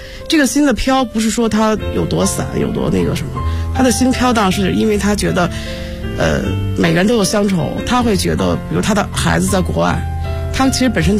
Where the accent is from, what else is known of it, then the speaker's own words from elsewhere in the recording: Beijing, China; 因为我是老北京长大的。